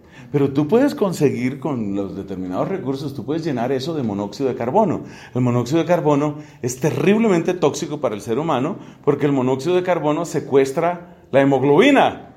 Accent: Colombia; Mi cuerpo colombiano me obliga a comer tamal, arepa, otras cosas.

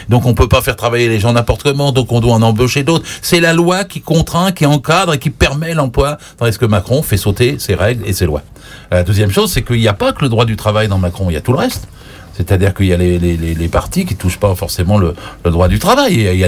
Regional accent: Normandy, France; je suis normand moi

